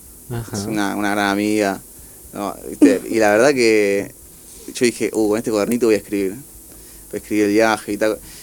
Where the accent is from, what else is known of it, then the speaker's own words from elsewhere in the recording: Córdoba, Argentina; also born or lived in Buenos Aires; nací en Buenos Aires, pero mi hogar es Córdoba.